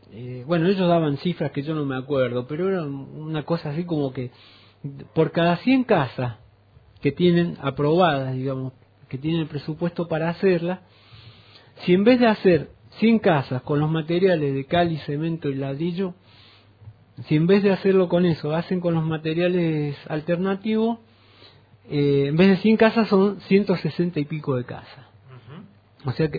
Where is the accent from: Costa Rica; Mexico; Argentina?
Argentina; Río Cuarto, Córdoba; Río Cuarto, mi pueblo natal, Coronel Baigorria.